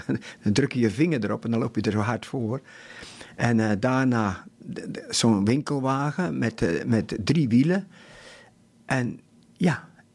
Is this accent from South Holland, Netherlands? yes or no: no; Lexmond, Utrecht, Netherlands; Ik ben geboren en getogen in Lexmond. Dat is een heel klein dorpje waar nogal eens files zijn met de A27. En ik kom uit een boerengezin.